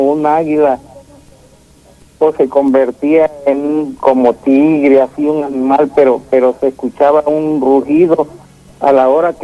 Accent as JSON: {"language": "Spanish", "town": "Catemaco", "region": "Veracruz", "country": "Mexico", "said": "De Catemaco, Veracruz, México."}